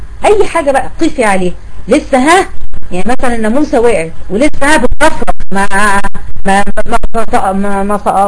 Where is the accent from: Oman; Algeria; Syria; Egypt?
Egypt; احنا عندنا في مصر بنستقذر جدا الصرصار